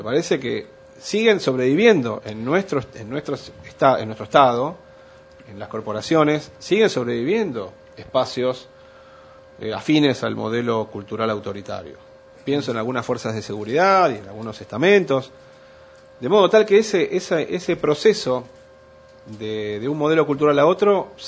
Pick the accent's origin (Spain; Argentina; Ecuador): Argentina; No me es ajeno, por supuesto, como argentino, porque el papel de la Argentina fue particularmente oscuro en aquellos años